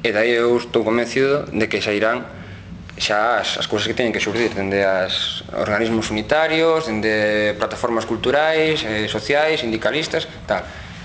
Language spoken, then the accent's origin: Galician; Galicia, Spain; ter conciencia que somos galegos e que sendo galegos non somos menos.